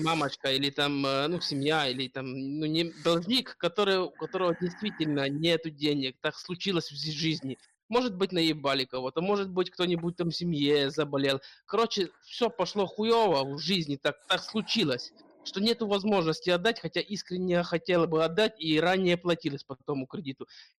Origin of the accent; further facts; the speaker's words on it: Ukraine; Я, в принципе, с Украины